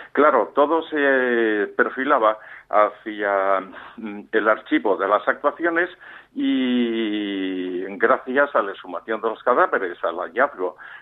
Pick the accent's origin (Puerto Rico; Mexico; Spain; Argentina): Spain; moved away as an adult; Ya he vivido un año en Londres, me fui muy joven de España, no soportando, en fin, ciertas cicatrices.